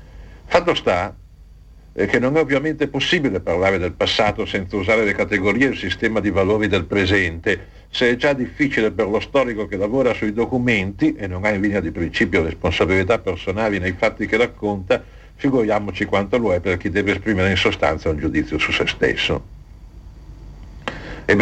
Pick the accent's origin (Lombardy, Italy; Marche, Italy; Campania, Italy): Lombardy, Italy; Milan; e in effetti sono milanese